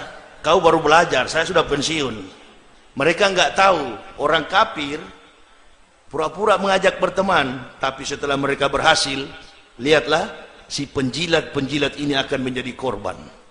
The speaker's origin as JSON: {"language": "Indonesian", "town": "Manado", "region": "North Sulawesi", "country": "Indonesia", "said": "saya orang Manado"}